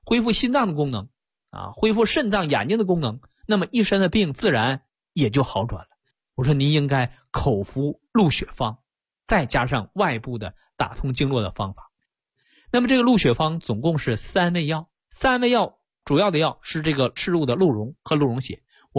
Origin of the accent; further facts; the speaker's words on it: China; 对我们中国人也是一样